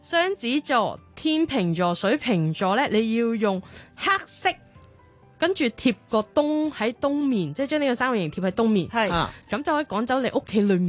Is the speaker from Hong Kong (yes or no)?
no; Japan; Cantonese is a second language; 因為我哋日本人好興傾偈噶嘛